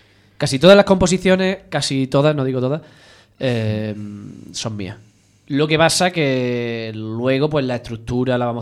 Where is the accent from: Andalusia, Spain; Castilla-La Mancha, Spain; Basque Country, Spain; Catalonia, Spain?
Andalusia, Spain; Almería; Sevillano, sí. Aunque yo soy almeriense.